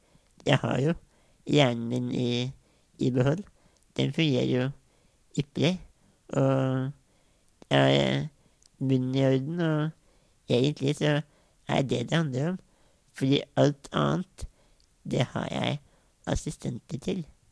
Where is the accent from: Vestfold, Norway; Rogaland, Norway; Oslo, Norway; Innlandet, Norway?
Innlandet, Norway; Jeg er politiker og fra Valdres i Oppland. Jeg er bondesønn.